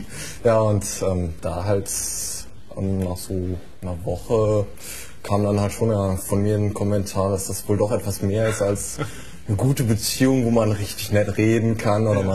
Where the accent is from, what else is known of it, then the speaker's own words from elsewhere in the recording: Lower Saxony, Germany; wir kommen aus Göttingen. Eher gesagt, wir studieren in Göttingen und kommen hier aus der Gegend.